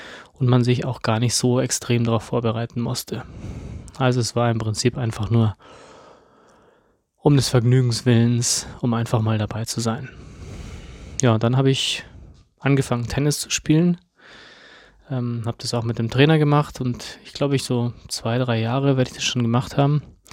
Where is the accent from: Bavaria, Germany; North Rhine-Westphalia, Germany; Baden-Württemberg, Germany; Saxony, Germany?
Bavaria, Germany; Munich; ich habe damals ja in München gewohnt, ich bin in München groß geworden